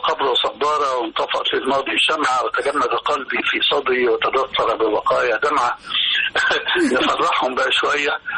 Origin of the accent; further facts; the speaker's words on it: Damanhur, Beheira, Egypt; now in Cairo, Egypt; ان انا اصلا زي ما قلت لك من دمنهور، وفي دمنهور ما عندناش الحكايه اللي لقيتها بعد كده لما جيت القاهره،